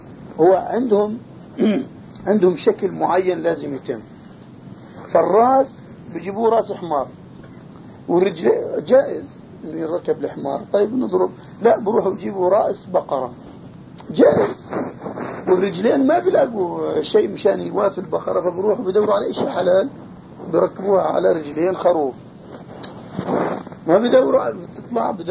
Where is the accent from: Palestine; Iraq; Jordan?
Jordan; عندنا في الأردن